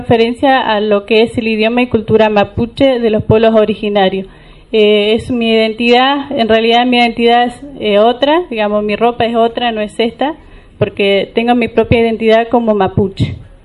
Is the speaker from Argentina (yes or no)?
yes; Junín de los Andes, Neuquén, Argentina; soy de Junín de los Andes y del departamento Huiliche.